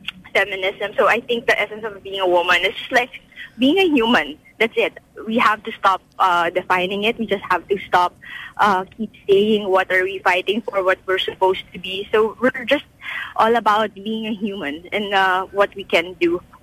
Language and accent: English; Quezon City, Metro Manila, Philippines